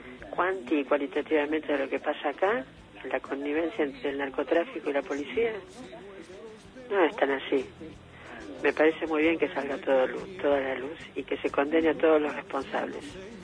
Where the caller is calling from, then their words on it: Balvanera, Buenos Aires, Argentina; de Balvanera, estoy escuchándote como todos los sábados